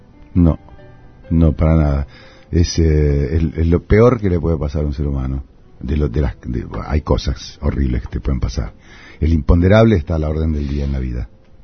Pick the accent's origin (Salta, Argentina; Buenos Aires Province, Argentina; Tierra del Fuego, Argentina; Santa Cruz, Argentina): Buenos Aires Province, Argentina; Tandil; Yo soy un muchacho de Tandil que intenté